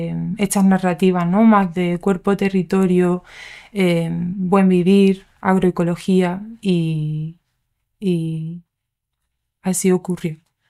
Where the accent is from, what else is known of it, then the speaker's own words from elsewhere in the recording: Andalusia, Spain; also born or lived in England; Nací en Inglaterra, pero me he criado en Andalucía. Y bueno, soy hija de inmigrantes como del norte-sur, por así decirlo.